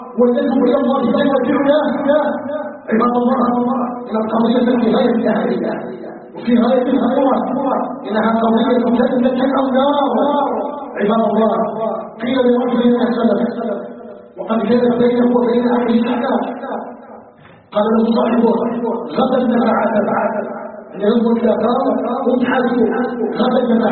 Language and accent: Arabic; Algeria; أن يجعل بلادنا الجزائر بلدا آمنا مؤمنا